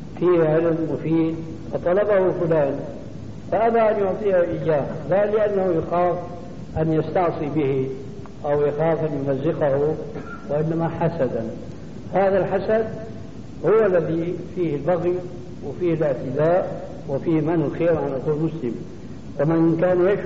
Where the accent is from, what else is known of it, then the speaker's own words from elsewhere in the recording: Syria; عندنا في سوريا